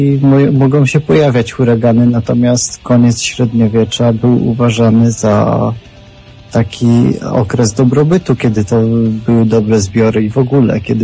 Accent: Lower Silesian Voivodeship, Poland; wiem, że ja jestem z okolic Wrocławia.

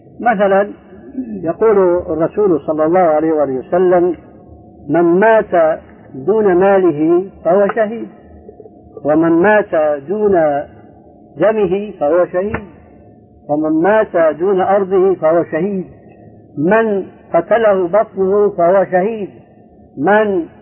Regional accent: Syria; عندنا في سوريا كان شاهد قصة رجل في الحرب مع اليهود اسمه جول جمال

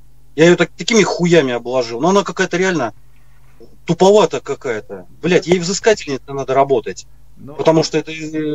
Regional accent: Saint Petersburg, Russia; Питер. Питер.

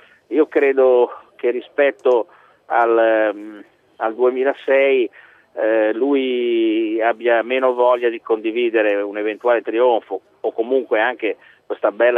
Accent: Liguria, Italy; visto che io sono ligure

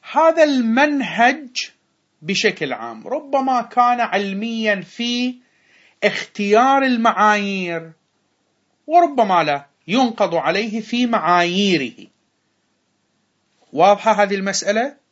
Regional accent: Bahrain; أحد الخطباء عندنا في البحرين

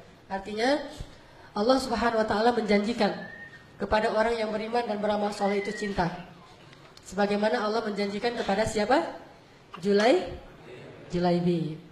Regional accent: Aceh, Indonesia; Saya sebagai orang Aceh

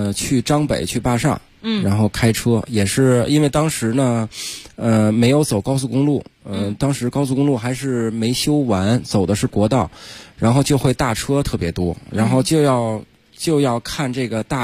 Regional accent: Beijing, China; 对，就我们北京话可能就叫比较张心，那种感觉。

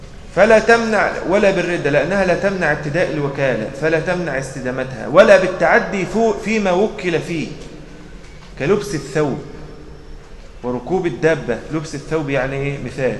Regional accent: Egypt; فاحنا كمصريين اخلاقنا كريمه شويه، وايديهم ايدينا يعني بحبحه شويه

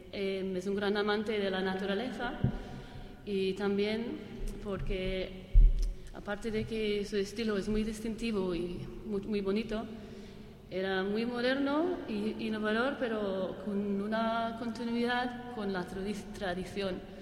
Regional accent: Glasgow, Scotland, United Kingdom; Spanish is a second language; Primero, soy de Glasgow

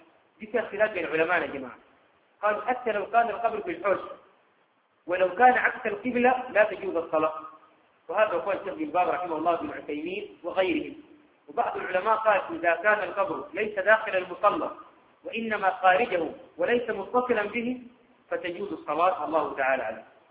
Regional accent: Sudan; عندنا في السودان

